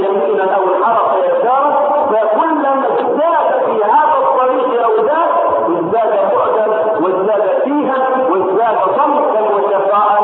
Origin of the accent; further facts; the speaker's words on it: Egypt; وان لم تكن واضحه في حياتنا نحن هنا كمصريين